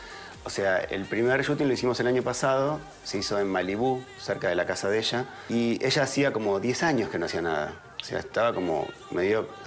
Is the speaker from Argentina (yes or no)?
yes; Buenos Aires, Argentina; nosotros, bueno, somos de Argentina, de Buenos Aires